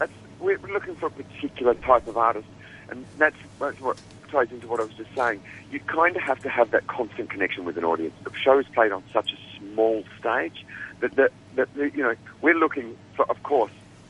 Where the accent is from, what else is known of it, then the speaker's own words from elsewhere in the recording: Australia; accent: Australian; Of course, you can tell from my accent, I'm Australian.